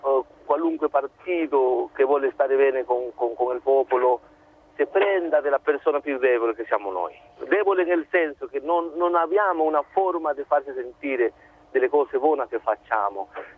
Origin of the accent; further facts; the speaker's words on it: Peru; Io sono dal Perù.